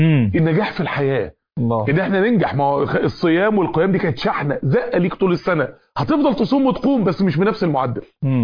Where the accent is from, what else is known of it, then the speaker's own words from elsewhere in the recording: Mansoura, Dakahlia, Egypt; من أنجح الشركات عندنا في المنصورة